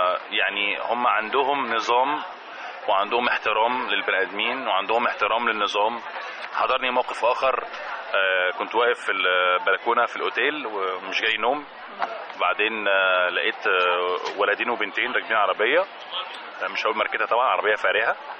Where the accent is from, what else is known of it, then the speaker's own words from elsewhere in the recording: Egypt; او اسهل حاجه عندنا في مصر